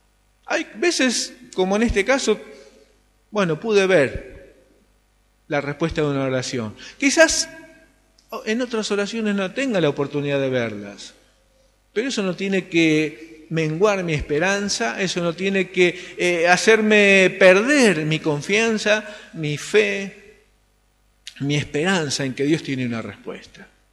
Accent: Solano, Buenos Aires Province, Argentina; si bien no vivo en Varela, soy de Solano

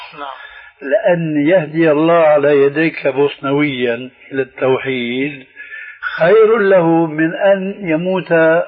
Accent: Syria; في مثل عام عندنا في سوريا

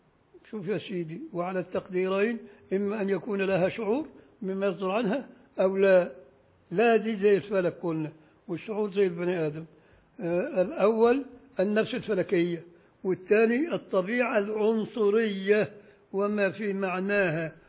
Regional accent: Beni Suef, Beni Suef Governorate, Egypt; وانا شفت وانا طفل صغير في بني سويف

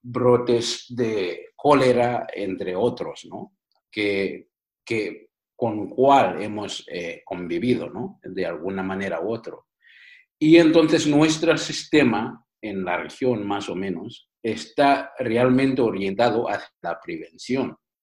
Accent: Uganda; Uganda, mi país natal

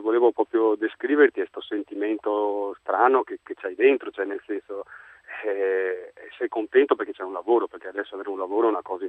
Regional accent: Oriago, Veneto, Italy; born there; now in Viareggio, Italy; Sono nato a Oriago, che è un paese ma vicinissimo a Venezia.

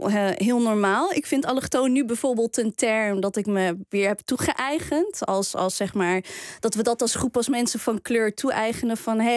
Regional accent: Morocco; Die moest er ook bij als Marokkaan zijnde.

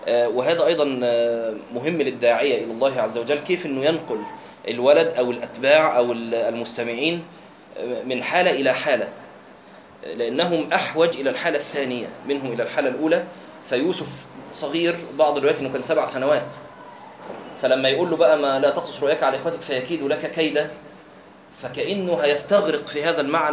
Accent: Egypt; لكن هو الأشهر عندنا في مصر كخ.

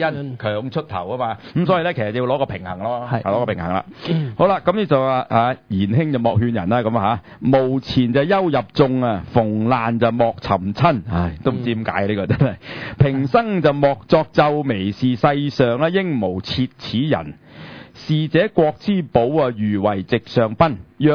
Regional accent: China; 我哋中国人好信命噶啦

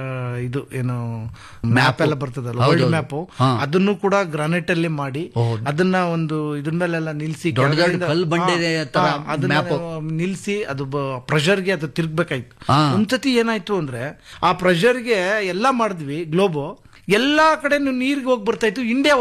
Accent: Yeliyur, Karnataka, India; ನಾನು ದೇವನಹಳ್ಳಿ ತಾಲೂಕು ಯಲಿಯೂರು ಗ್ರಾಮದಿಂದ ಬಂದಿದ್ದೀನಿ ಸರ್.

